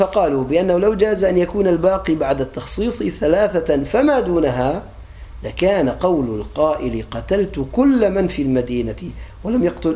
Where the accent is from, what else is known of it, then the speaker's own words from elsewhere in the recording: Aleppo, Aleppo Governorate, Syria; accent: Aleppine; يعني بعض الأولاد عندنا على لهجتنا الحلب